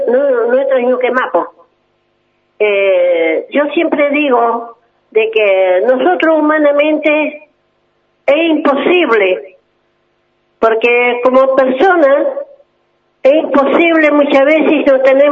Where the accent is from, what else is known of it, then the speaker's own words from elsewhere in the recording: Ingeniero Jacobacci, Río Negro, Argentina; vine de Jacobasi, de mi comunidad, se llama Lolos Juana Torres, soy la Pillancuse de la nuestra comunidad, de la zona Colitoro. También tengo mi casa, vivo en la guarida